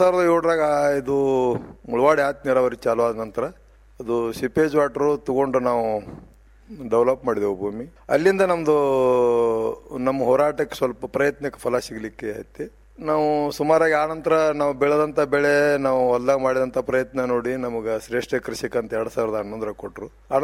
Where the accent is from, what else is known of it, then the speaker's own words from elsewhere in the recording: Rolle, Karnataka, India; now in Basavana Bagewadi, India; ನಾವು ಮೂಲತಃ ಬಾಲ್ಕೋಡ್ರ ಜಿಲ್ಲಾ ಬೀಳಿಗೆ ತಾಲೂಕು ರೊಳ್ಳೆ ಗ್ರಾಮದವರು.